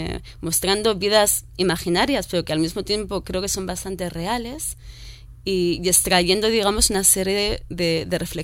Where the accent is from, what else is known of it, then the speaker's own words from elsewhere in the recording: Madrid, Community of Madrid, Spain; yo soy ante todo madrileña, a ver, no madrileña recalcitrante